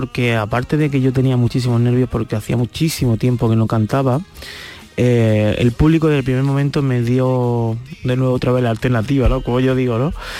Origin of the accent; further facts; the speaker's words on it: Torremolinos, Andalusia, Spain; en el Palacio de Congresos de mi tierra, de Torremolinos.